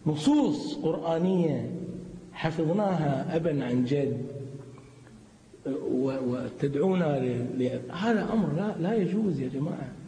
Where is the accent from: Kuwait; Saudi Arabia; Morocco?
Kuwait; احنا عندنا بالكويت لا تجرؤ حكومتنا